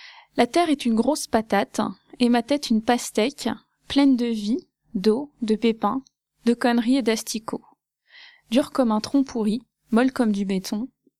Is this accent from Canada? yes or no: no; Grand Est, France; now in Vosges, France; quand je suis arrivée au Thio, parce que oui, j'ai quitté l'Alsace pour venir m'enterrer dans les Vosges